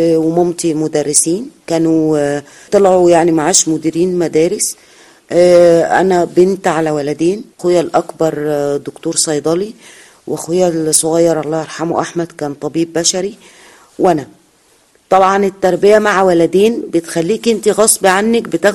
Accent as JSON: {"language": "Arabic", "town": "Abuksah", "region": "Faiyum Governorate", "country": "Egypt", "tie": "born or raised there", "said": "بص، أنا من قرية جوه الفيوم، القرية اسمها قرية أبوكسة"}